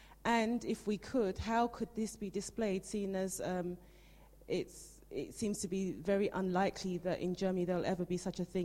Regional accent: London, United Kingdom; Hi, I'm originally from the UK. I'm from London, so I thought it'd be okay if I spoke in English.

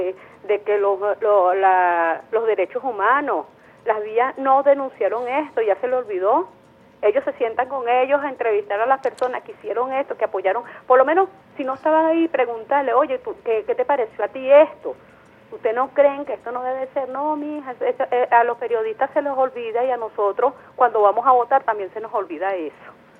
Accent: Venezuela; como somos todas las venezolanas

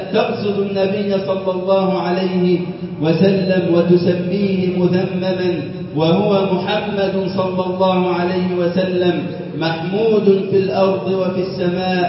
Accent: Egypt; اللهم اجعل بلدنا مصر أمنا أمانا

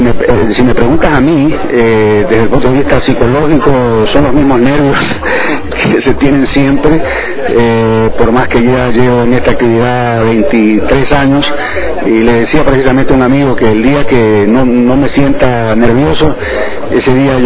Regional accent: Ecuador; un motivo de orgullo como ecuatoriano, que la gente en el mundo entero sepa que aquí se pueden hacer estas cosas

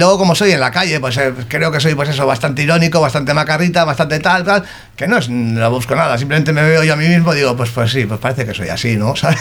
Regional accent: Bilbao, Basque Country, Spain; yo me criaba en la grada de San Mamés y soy de San Ignacio

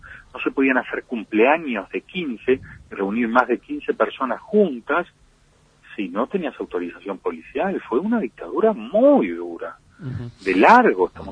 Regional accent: Uruguay; Yo no estoy hablando que los uruguayos que soportamos la dictadura, como los argentinos que la soportaron allá, seamos héroes.

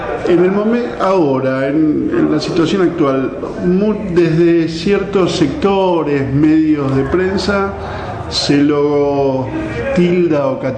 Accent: Flores, Buenos Aires, Argentina; Yo soy de Flores, yo estudié

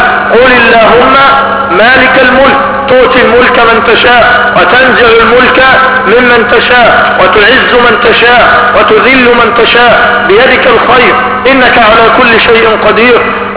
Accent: Egypt; لا عندنا في مصر كم واحد؟ ثلاث.

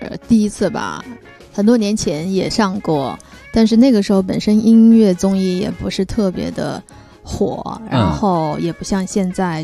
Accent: Changsha, Hunan, China; now in Guangzhou, China; 我第一时间因为又是在我的老家，我刚刚过年的时候，我刚从老家

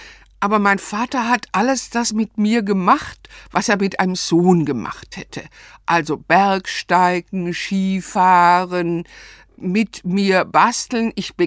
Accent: Stuttgart, Baden-Württemberg, Germany; also born or lived in Ludwigsburg; Ich bin in Ludwigsburg bei Stuttgart geboren, aber dort nicht aufgewachsen. Meine Eltern lebten in Stuttgart bei Cannstatt

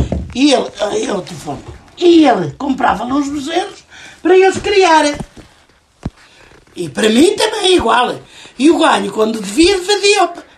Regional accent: Vila Pouca da Beira, Coimbra, Portugal; Na minha terra, aqui.

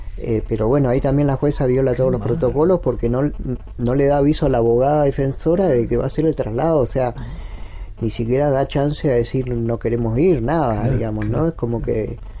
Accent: El Bolsón, Río Negro, Argentina; born there; Yo nací acá en Bolsón

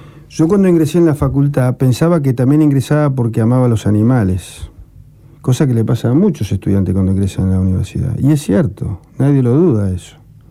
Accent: Rosario, Santa Fe, Argentina; moved away; yo soy hijo de Rosario, hace muchos años que vivo afuera.

